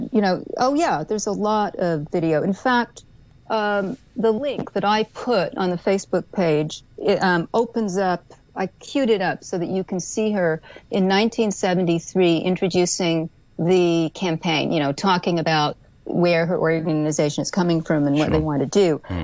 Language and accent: English; New York, United States; As a New Yorker, it's hard for me to admit that.